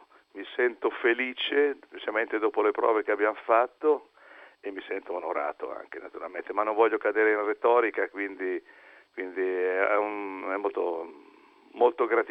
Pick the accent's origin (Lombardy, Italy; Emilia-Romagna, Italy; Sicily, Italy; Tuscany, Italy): Emilia-Romagna, Italy; Io vengo dalla provincia di Bologna.